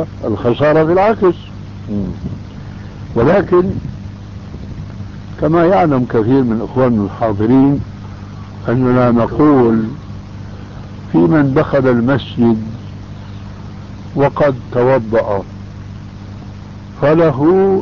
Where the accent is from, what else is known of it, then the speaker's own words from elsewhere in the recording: Syria; وانا ماني كما يقولوا عندنا في الشام حشو الكب هيك